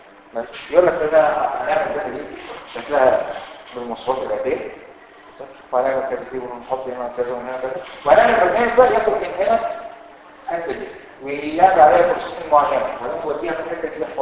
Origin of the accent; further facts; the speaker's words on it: Egypt; لو جات لك شركه يعني بتحصل عندنا في مصر الموضوع ده وعملوا مشكله كبيره قوي